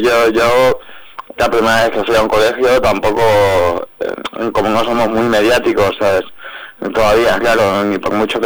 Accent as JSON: {"language": "Spanish", "town": "Valencia", "region": "Valencian Community", "country": "Spain", "said": "No, soy de Valencia, ahí hay una equivocación, todo el mundo se piensa que soy de Alicante, pero soy valenciano."}